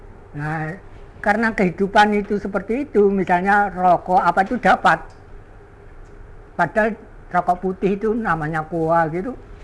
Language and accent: Indonesian; Surabaya, East Java, Indonesia; saya bersumpah di Surabaya itu sudah lama sekali, mulai zaman Jepang sampai zaman saya jadi pegawai. Karena itu sampai sekarang ini saya arek Surabaya.